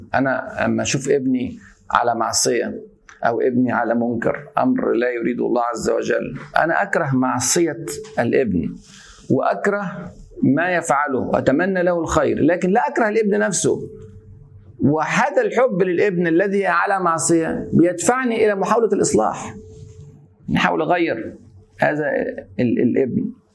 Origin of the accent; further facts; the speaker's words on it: Egypt; يعني إن أنا أتهم بحب البلد عشان أنا مصري وبتكلم على فضل مصر